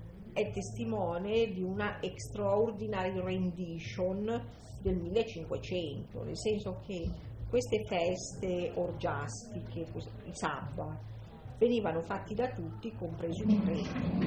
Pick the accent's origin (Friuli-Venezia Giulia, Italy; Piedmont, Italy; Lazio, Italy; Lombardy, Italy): Lombardy, Italy; Io vengo dalla Valchiavenna